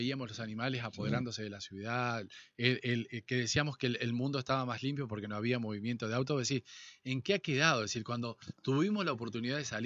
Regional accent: Argentina; Pero también nosotros somos argentinos y sabemos reinventarnos.

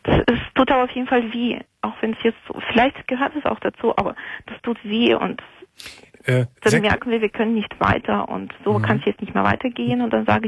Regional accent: Moldova; now in Germany; Ich bin alleine hier in Deutschland, also ich komme ursprünglich aus Moldawien und meine Eltern, Familie und alles, die wohnen dort.

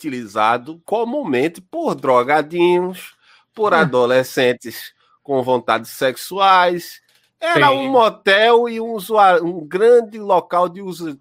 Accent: Janga, Pernambuco, Brazil; Lá na minha juventude, eu morava lá no Nordeste, eu morava no Janga.

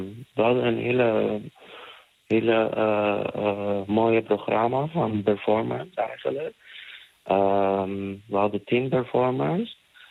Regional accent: Palestine; we komen uit Palestina, we zijn niet staatloos, we hebben een land, we hebben een cultuur, we hebben een hele rijke cultuur.

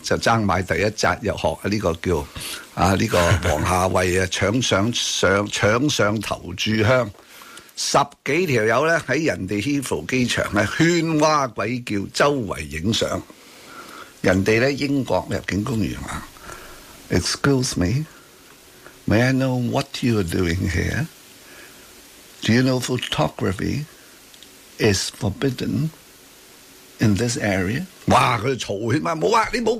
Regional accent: Hong Kong; 还有最重要的就是我们香港人 BNO 去到那里

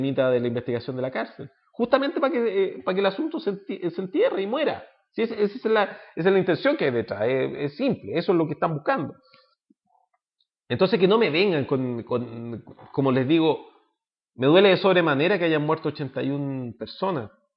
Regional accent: Chile; Y nos tienen a nosotros capturados como opinión pública y como chilenos

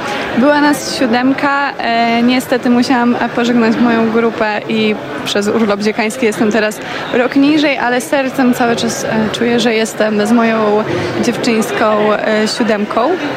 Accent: Podlaskie Voivodeship, Poland; ja jestem spod Białegostoku

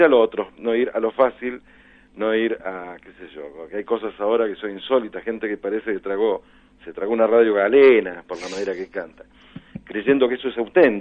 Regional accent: Argentina; moved away as an adult; Después yo, a los 22 años, me fui de Argentina, empecé a ser músico ambulante, lejos del país.

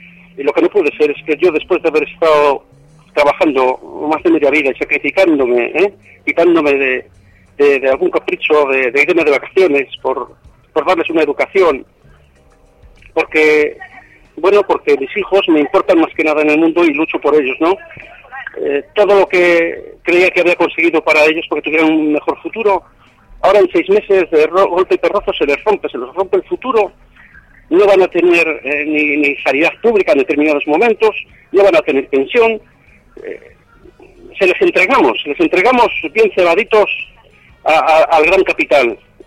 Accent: Valladolid, Castile and León, Spain; Sí, soy de aquí, de Valladolid.

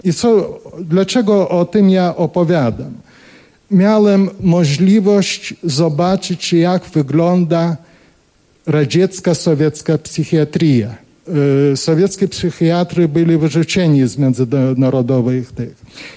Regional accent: Kaunas, Kaunas County, Lithuania; also born or lived in Vilnius; Tak się stało, że ja urodziłem się w Wilnie, a wyrosłem w Kownie. W Kownie był niedaleko od teatru i my mieszkaliśmy.

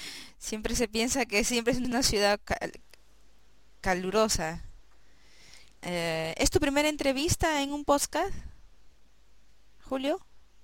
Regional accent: Peru; yo conozco, yo soy peruana y me interesa precisamente

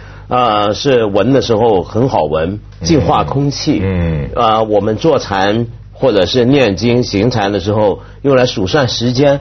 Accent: China; 我们中国人太厉害了

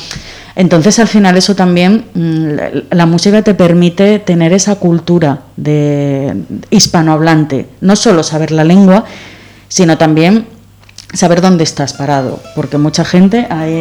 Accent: La Felguera, Asturias, Spain; me llevó mi madre, la pobre, hasta Oviedo, yo soy de La Felguera, me llevó hasta Oviedo

